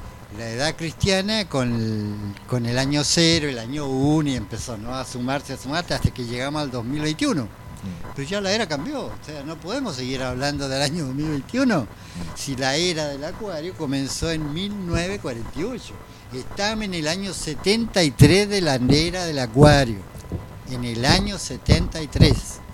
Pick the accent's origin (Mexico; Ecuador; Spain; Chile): Chile; born there; Yo nací en Chile, sí.